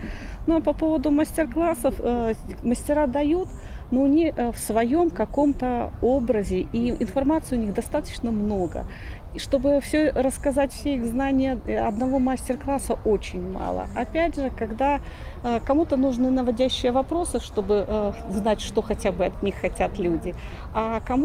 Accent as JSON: {"language": "Russian", "region": "Minsk", "country": "Belarus", "said": "И мы из Минска."}